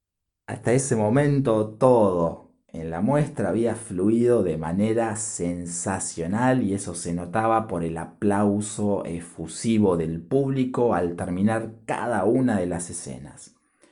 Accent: Rosario, Santa Fe, Argentina; born there; Lila es de mi ciudad natal, de Rosario, en Argentina.

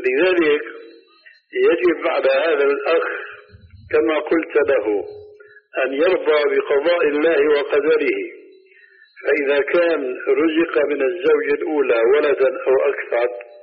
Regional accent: Syria; كما يقولون عندنا في سوريا

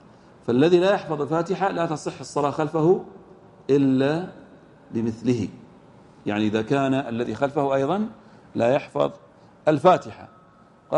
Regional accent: Al-Ahsa, Eastern Province, Saudi Arabia; وهذا خاص وغالب في كثير من المنطقة عندنا في الأحساء

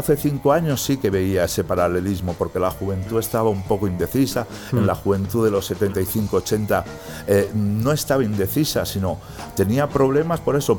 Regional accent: Barcelona, Catalonia, Spain; born there; piensa que yo soy nacido en Barcelona. Barcelona es Cataluña, ¿vale?

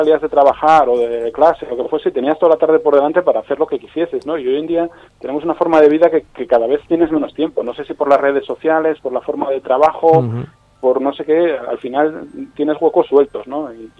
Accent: Luanco, Asturias, Spain; moved away as an adult; now in Madrid, Spain; No, yo vivo en Madrid. Soy de Asturias.

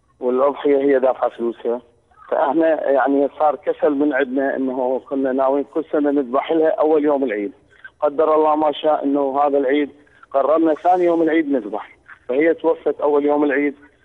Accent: Iraq; لان دفن ما عندنا بالعراق بالليل.

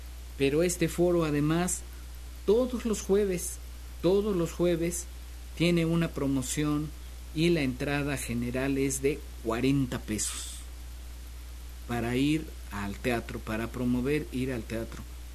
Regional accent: Xalapa, Veracruz, Mexico; Quienes somos nativos de Jalapa recordamos por allí la terminal de autobuses

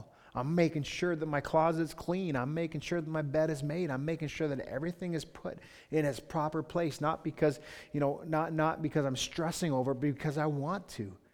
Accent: Thorndale, Ontario, Canada; I'm Canadian. I'm from Thorndale.

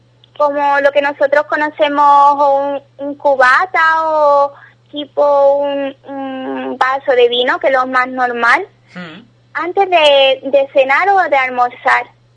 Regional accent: Ubrique, Andalusia, Spain; accent: Ubrique; now in Italy; Después, en solo dos días, me vuelve mi acento ubriqueño y vuelvo a hablar con el hijo y todas esas cosas.

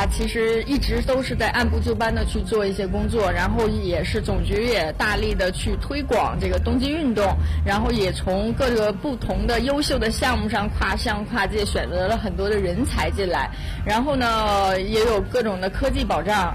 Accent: Benxi, Liaoning, China; born there; 我是出生在辽宁本溪，本身就是一个山区，然后在北京呢其实大部分都是平原，那么来到了房山

